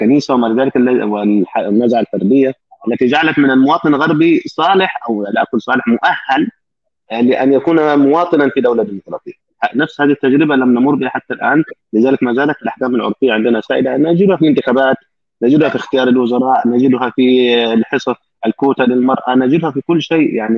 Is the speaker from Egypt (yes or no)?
yes; Upper Egypt, Egypt; also born or lived in Cairo; now in Germany; وانا من الصعيد يعني من ريف، وعشت في القاهره والان في المانيا،